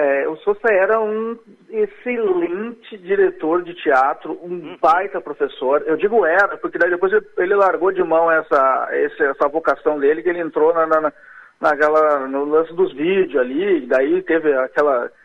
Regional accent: Alvorada, Rio Grande do Sul, Brazil; also born or lived in Porto Alegre; eu me considero um alvoradense exatamente porque eu não tenho lembranças de Porto Alegre. Eu nasci no Hospital Getúlio Vargas, que fica em Porto Alegre. Eu acredito que eu devo ter morado em Porto Alegre, acho que uns 3 aninhos

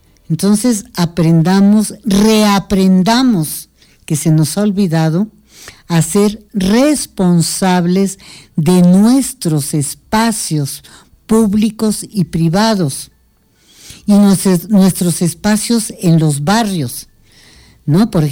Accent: Mexico; Nosotros como pueblo mexicano tuvimos un excelente tejido social durante siglos.

